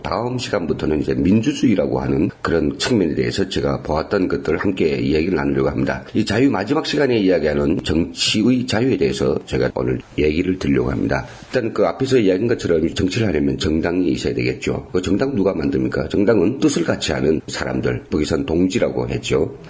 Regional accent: North Korea; now in South Korea, South Korea; 언제 10년도 안 되는 그런 우리 북에서 온 사람이

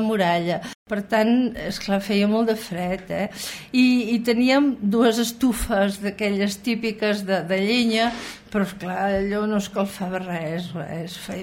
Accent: Girona, Catalonia, Spain; born there; Soc nascuda a Girona, concretament al carrer Sant Josep número 3, a la mateixa casa on va néixer Ruïra.

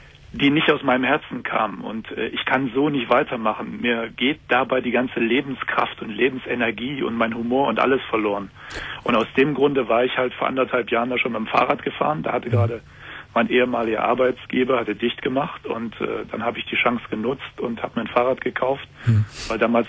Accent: Seville, Andalusia, Spain; German is a second language; Und ich komme aus Süden, aus Sevilla.

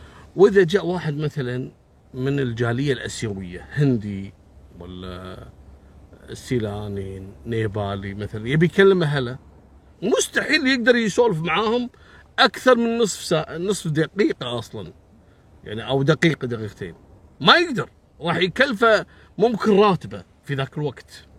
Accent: Kuwait; في عندنا بالكويت هني منطقتين غالبية العمالة الوافدة

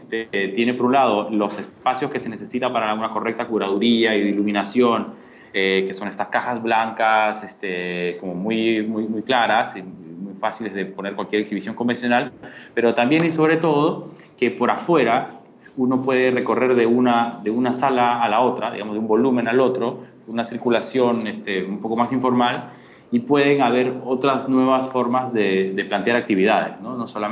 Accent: Peru; soy arquitecto de Perú.

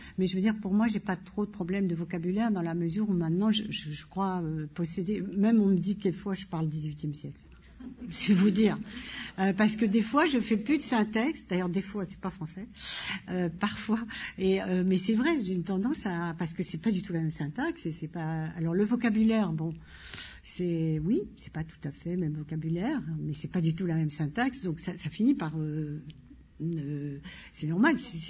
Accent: Île-de-France, France; accent: Parisian; comme moi j'ai l'accent parisien.

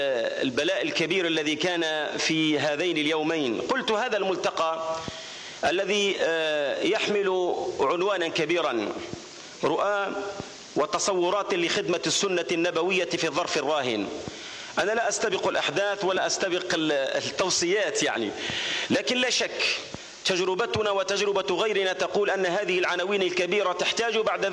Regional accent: Algeria; وأقصد تحديدا ذاك الدور الذي أدته هذه المنطقة المجاهدة في تحرير بلدنا الجزائر.

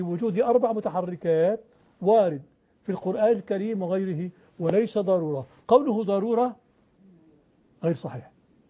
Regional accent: Aleppo, Aleppo Governorate, Syria; هذا في حلب وأنا من حلب

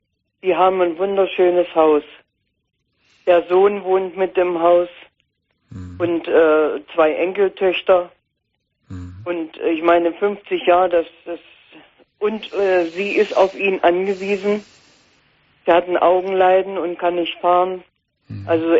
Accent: Saxony-Anhalt, Germany; Er ist aus dem Harz und ich bin aus der Magdeburger Börde.

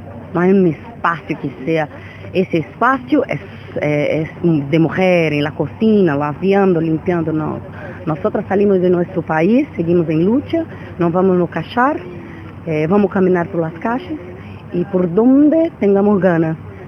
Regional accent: Brazil; Spanish is a second language; now in Buenos Aires, Argentina; Somos mujeres brasileñas que vivimos en Buenos Aires.

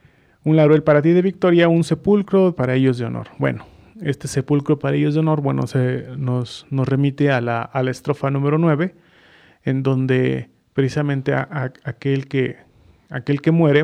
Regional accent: Mexico; es un símbolo de unión entre nosotros como mexicanos

